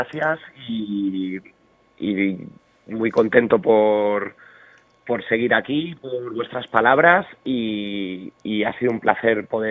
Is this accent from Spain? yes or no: yes; Community of Madrid, Spain; yo soy del barrio de La Lima